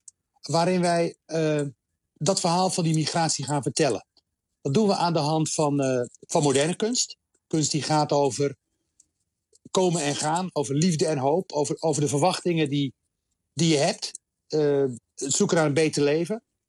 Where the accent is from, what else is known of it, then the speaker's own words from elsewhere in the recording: Rotterdam, South Holland, Netherlands; Ik kom zelf uit Rotterdam. En onze wereld reikt. Rotterdam is eigenlijk de wereld in het klein. Honderden nationaliteiten.